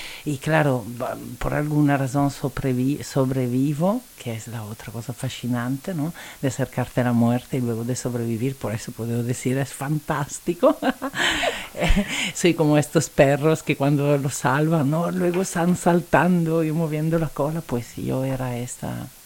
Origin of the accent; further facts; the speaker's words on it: Italy; Spanish is a second language; diría que por empezar soy seguramente italiana, se escuchará de mi acento.